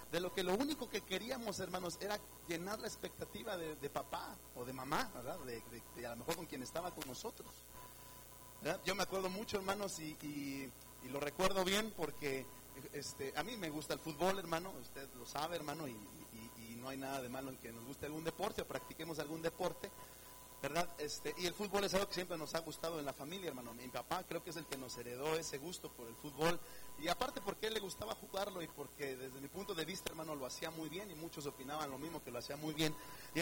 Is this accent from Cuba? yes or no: no; Mexico; Yo tiré un penalti como buen mexicano